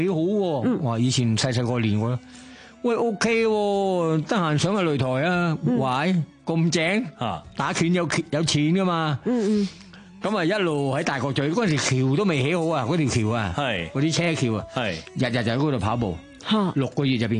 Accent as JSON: {"language": "Cantonese", "country": "Thailand", "said": "我系泰国人啊嘛。"}